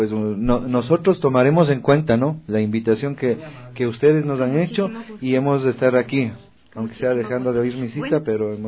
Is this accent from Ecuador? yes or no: yes; Conocoto, Pichincha, Ecuador; como yo me siento un poquito aledaño, soy de Conocoto